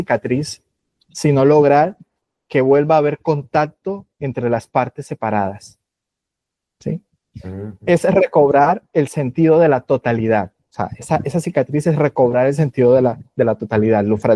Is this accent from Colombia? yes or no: yes; María la Baja, Bolívar, Colombia; born there; soy autor del Caribe colombiano. Yo nací en María la Baja, Bolívar, que es en el centro de los Montes de María.